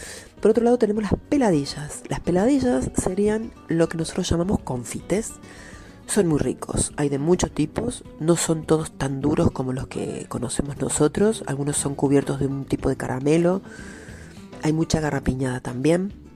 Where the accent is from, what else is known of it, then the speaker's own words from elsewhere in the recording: Argentina; Más nosotros que somos argentinos, que tenemos otro estilo.